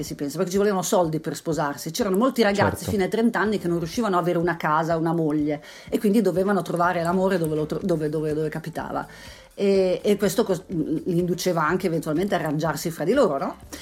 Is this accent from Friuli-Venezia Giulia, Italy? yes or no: yes; Pordenone, Friuli-Venezia Giulia, Italy; Fra l'altro io sono cresciuta a Pordenone